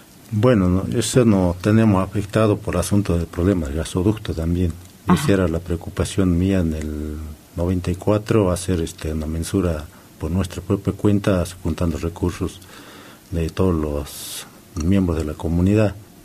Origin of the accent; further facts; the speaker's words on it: Argentina; Aquí todos somos argentinos, pienso que tenemos el mismo derecho que tienen los que están en la capital federal